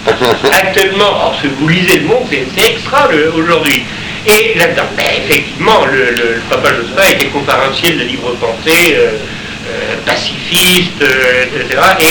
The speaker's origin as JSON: {"language": "French", "region": "Brittany", "country": "France", "said": "Je suis breton, je fais partie de ces gens qui ont eu le catholicisme."}